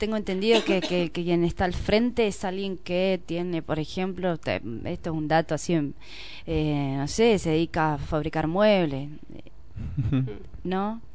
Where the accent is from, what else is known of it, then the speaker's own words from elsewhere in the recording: Villa Mercedes, San Luis, Argentina; also born or lived in Córdoba; Nací en Villa Mercedes.